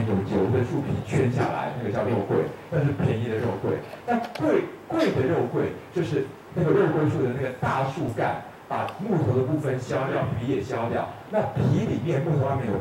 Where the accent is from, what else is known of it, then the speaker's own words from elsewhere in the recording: Taiwan; 因为我们台湾人的那个1钱是3.75克